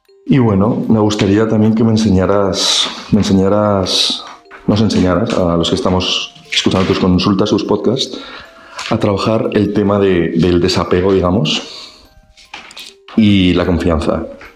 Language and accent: Spanish; Madrid, Community of Madrid, Spain; de Madrid.